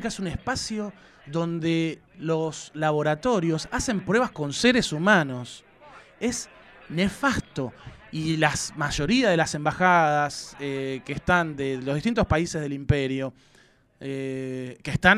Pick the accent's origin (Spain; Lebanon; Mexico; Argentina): Argentina; lo que nosotros como argentinos íbamos a hacer